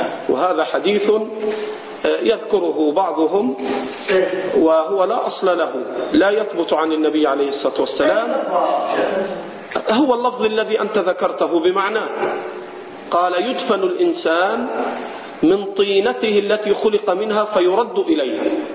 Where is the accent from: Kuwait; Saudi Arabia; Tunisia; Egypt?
Egypt; هذه من البدع عندنا في مصر